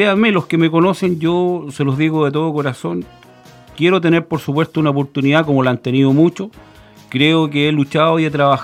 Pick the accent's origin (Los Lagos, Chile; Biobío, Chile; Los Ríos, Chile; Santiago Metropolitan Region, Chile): Los Ríos, Chile; Futrono; invitar a mi pueblo, a la comunidad de Futrono, mis amigos, mis vecinos